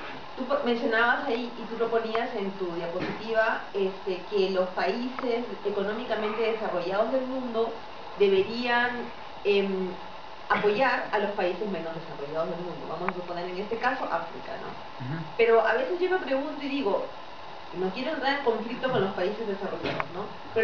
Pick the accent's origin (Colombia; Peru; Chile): Peru; yo soy Latinoamérica, soy peruana, ¿no?